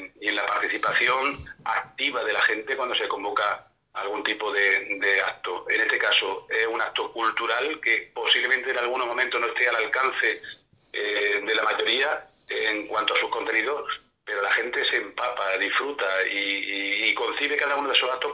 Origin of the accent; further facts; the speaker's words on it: Andalusia, Spain; te está hablando un jienense nacido y criado en el Valle del Guadalquivir